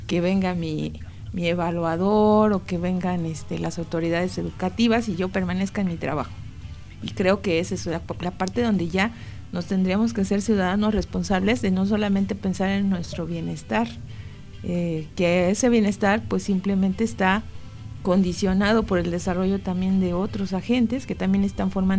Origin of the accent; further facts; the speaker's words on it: Mexico; como mexicanos